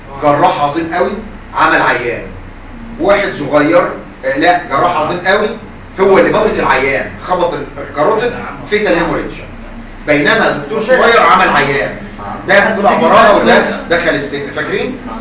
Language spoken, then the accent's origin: Arabic; Egypt; ولنا الفخر كمصريين